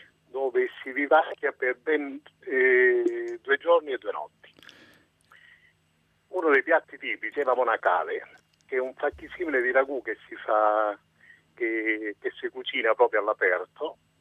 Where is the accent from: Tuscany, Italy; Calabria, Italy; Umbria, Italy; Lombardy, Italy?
Calabria, Italy; io sono calabrese, però bazzico in Basilicata oramai da oltre 20 anni.